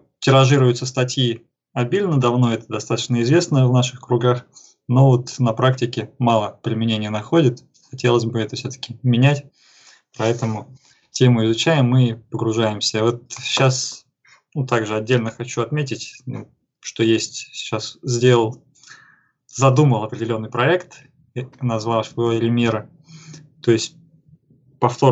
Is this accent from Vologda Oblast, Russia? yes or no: no; Tomsk, Tomsk Oblast, Russia; Я сам родом из Томска, так сказать, Беловодье сибирское.